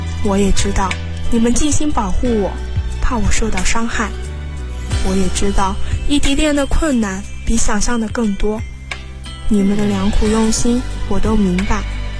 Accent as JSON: {"language": "Chinese", "town": "Liyang", "region": "Jiangsu", "country": "China", "lives_now": "Nanjing, China", "said": "来自江苏溧阳，我在南京大学， 距离我的家乡104公里"}